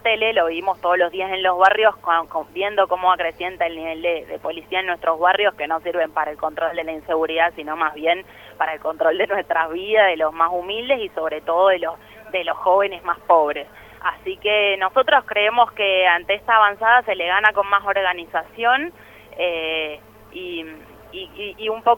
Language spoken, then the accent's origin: Spanish; Argentina; en los peores momentos que nosotros como pueblo argentino ya vivimos